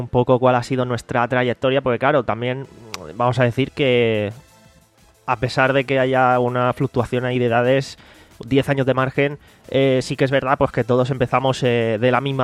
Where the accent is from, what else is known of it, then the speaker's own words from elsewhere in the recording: Alicante, Valencian Community, Spain; Tengo 29 años y soy de Alicante.